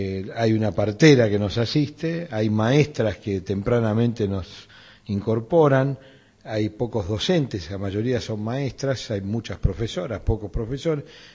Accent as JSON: {"language": "Spanish", "region": "Buenos Aires", "country": "Argentina", "tie": "born or raised there", "said": "de donde nací y me formé, en Flores."}